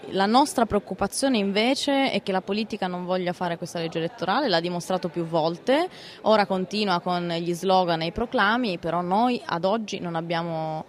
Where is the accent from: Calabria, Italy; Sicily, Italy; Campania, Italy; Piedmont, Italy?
Piedmont, Italy; Ma solo perché vengo dalla Valsusa